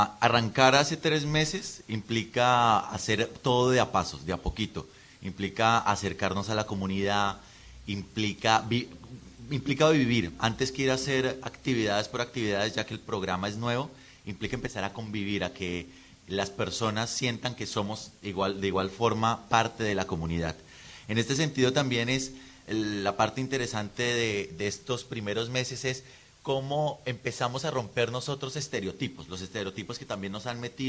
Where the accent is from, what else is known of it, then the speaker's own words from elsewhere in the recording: Bilbao, Basque Country, Spain; Somos de Bilbao.